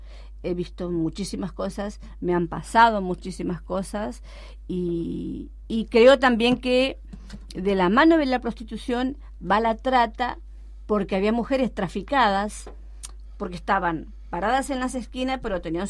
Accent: Chaco, Argentina; Yo soy una mujer chaqueña, yo vine de allí, yo soy hija de una mujer que tuvo muchos hijos, analfabeta, vine analfabeta acá

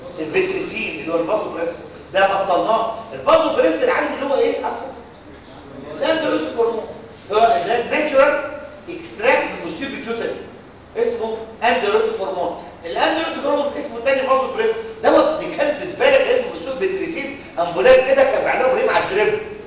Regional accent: Egypt; الشقه اللي انا ساكن فيها في مدينه نصر بتاعتي

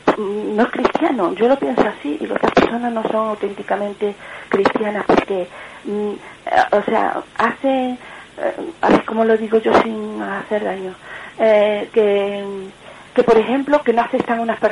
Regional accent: Córdoba, Andalusia, Spain; soy de Córdoba.

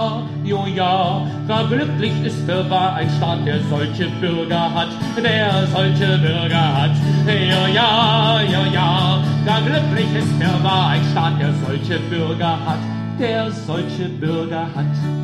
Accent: West Germany, Germany; born there; Ich bin im Westen geboren.

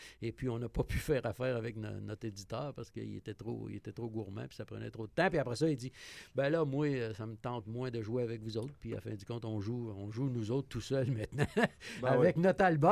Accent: Quebec, Canada; j'étais tout petit. Je connais connaissais absolument rien dans ça. Je venais de l'Abitibi.

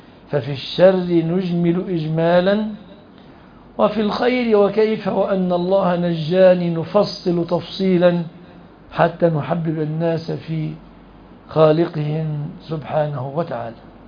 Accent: Egypt; في بلادنا مصر

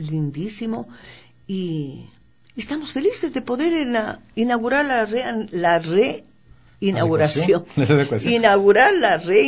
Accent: Quito, Pichincha, Ecuador; La parte humorística se refiere a lo que somos nosotros, los quiteños.

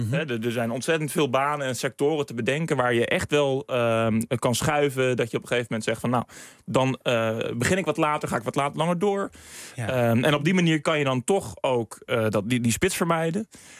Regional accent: Den Helder, North Holland, Netherlands; Ja, ik kom uit Den Helder en dat is toch een behoorlijk stuk. En hiervoor werkte ik ook in Den Helder

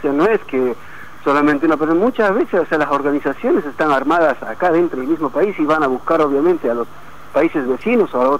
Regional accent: Bolivia; O sea, yo, o sea, soy boliviano, pero no estoy a favor de la delincuencia.

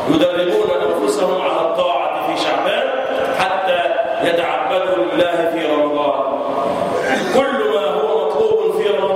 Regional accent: Egypt; اللهم احفظ بلدنا مصر وسائر بلاد

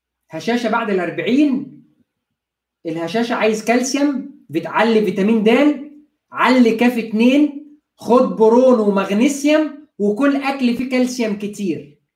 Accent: Egypt; عندنا في مصر.

